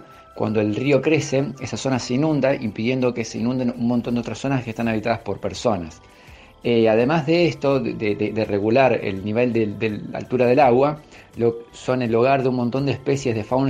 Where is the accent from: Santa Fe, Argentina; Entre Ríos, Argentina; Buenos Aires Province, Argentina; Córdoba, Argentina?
Santa Fe, Argentina; Rosario; Y bueno, y nos atraviesa a todos como rosarinos que padecemos los estragos ambientales y la destrucción de nuestra fauna.